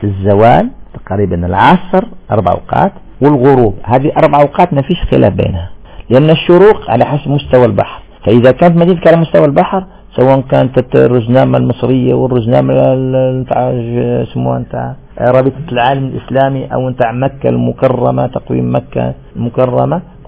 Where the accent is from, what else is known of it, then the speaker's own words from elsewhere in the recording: Algeria; منطقة كما احنا عندنا تمرست، المنطقة الوحيدة الصافية في الجزائر